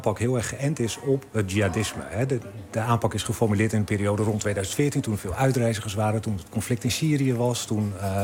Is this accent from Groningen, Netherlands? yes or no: yes; Groningen, Netherlands; Daar kan ik me als Groninger ook wat bij voorstellen.